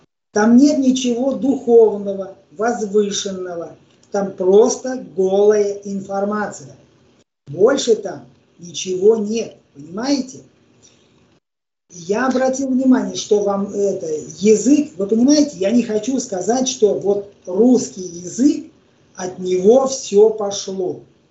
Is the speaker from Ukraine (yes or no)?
yes; Ukraine; Мы, я украинец, родители, деды, бабы украинцы